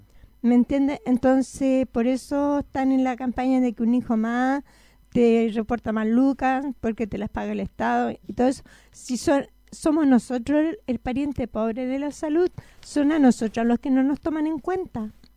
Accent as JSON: {"language": "Spanish", "town": "Santiago", "region": "Santiago Metropolitan", "country": "Chile", "said": "La verdad, yo soy de Santiago"}